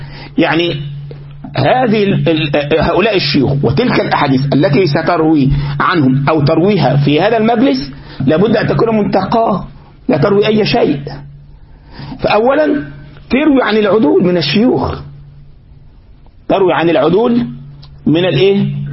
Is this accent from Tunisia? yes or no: no; Egypt; عندنا في مصر